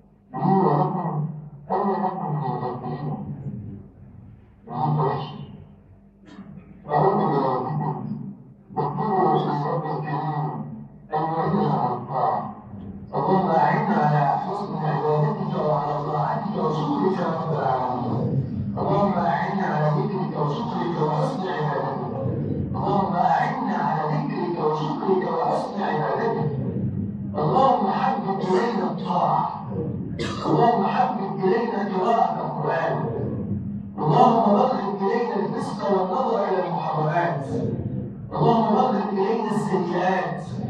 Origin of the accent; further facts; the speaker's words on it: Egypt; اجعل بلدنا مصر بلدا امنا مطمئنا سخاء ورخاء